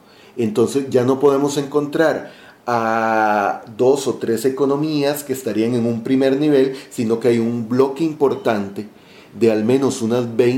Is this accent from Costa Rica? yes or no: yes; Costa Rica; como costarricenses somos muy dados a olvidar la historia